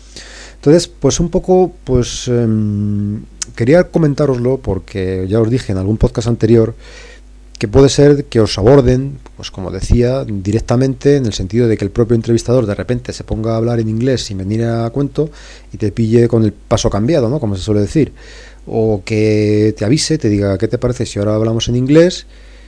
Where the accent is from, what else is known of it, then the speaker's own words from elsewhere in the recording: Madrid, Community of Madrid, Spain; Le dije que no, que era de Madrid